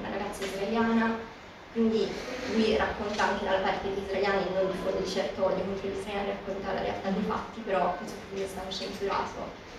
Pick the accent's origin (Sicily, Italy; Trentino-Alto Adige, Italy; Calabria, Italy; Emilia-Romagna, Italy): Sicily, Italy; Messina; Io sono messinese